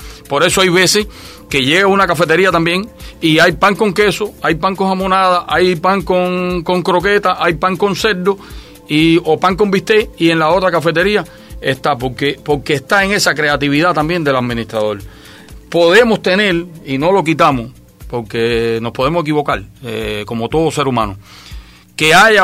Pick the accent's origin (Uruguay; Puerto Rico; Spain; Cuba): Cuba; que como cubanos vamos a adelantar siempre y vamos a seguir luchando con lo que tenemos.